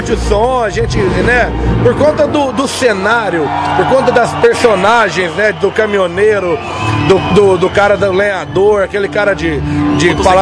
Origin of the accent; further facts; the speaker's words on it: Minas Gerais, Brazil; Nós somos bem mineiros, bem regionais. Todo mundo tem essa vivência bucólica, de roça.